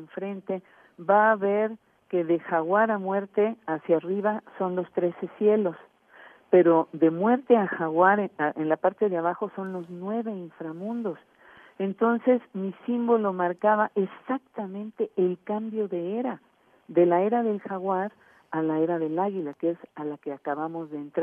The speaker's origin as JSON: {"language": "Spanish", "country": "Mexico", "tie": "born there", "said": "Yo soy mexicana de nacimiento, nací en el territorio mexicano, ¿verdad? Tengo abuelos que vinieron de España, tengo una abuela que tiene familiares franceses … ¿verdad? Entonces, yo traigo sangre mezclada"}